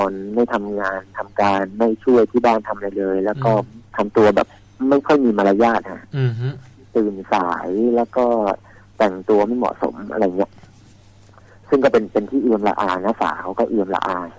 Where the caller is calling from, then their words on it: Phrae, Thailand; โทรมาจากจังหวัดแพร่ครับผม